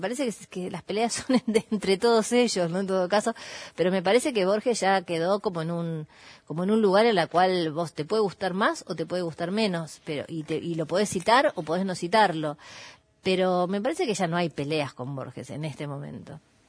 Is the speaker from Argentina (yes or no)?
yes; Burzaco, Buenos Aires Province, Argentina; como yo soy de Bursaco